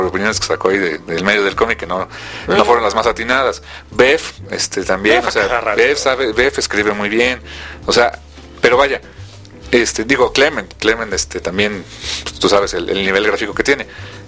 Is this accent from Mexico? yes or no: yes; Mexico; y no nada más por apoyar porque somos mexicanos y se acabó